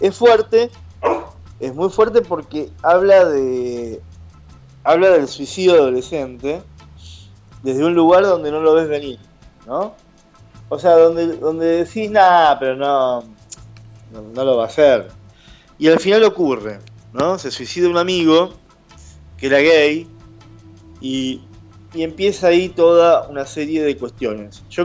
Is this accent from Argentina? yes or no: yes; Caballito, Buenos Aires, Argentina; No, soy de Caballito, de Voto.